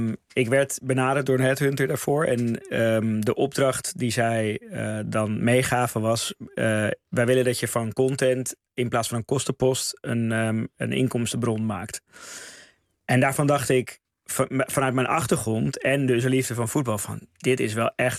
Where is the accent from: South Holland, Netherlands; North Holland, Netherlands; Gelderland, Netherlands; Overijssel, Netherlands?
North Holland, Netherlands; Amsterdam; Zeker, ja, ik kom uit Amsterdam.